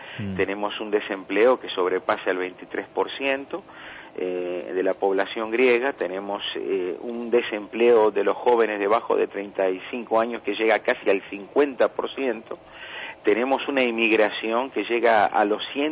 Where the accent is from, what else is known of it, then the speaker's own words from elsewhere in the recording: Argentina; born there; also born or lived in Greece; yo nací en Argentina y después volví a Grecia.